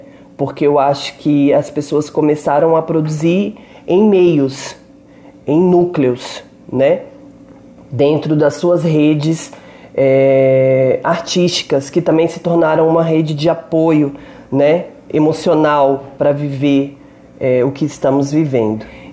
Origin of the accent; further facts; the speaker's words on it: Belo Horizonte, Minas Gerais, Brazil; moved away as an adult; now in São Paulo, Brazil; Eu sou, né, mineira, Belo Horizontina, moro aqui em São Paulo há 8 anos